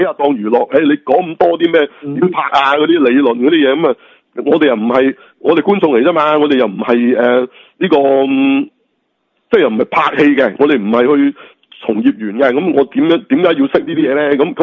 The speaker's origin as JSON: {"language": "Cantonese", "country": "China", "said": "咁系嗰啲系我哋中国人新年啫"}